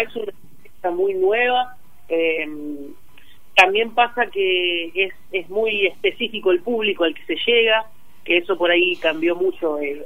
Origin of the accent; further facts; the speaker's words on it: La Plata, Buenos Aires Province, Argentina; Sí, yo soy de La Plata, Fran también.